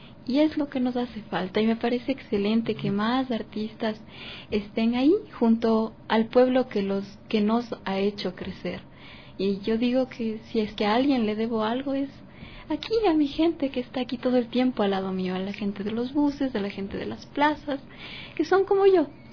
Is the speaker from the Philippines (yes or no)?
no; Ecuador; Los ecuatorianos somos muy luchadores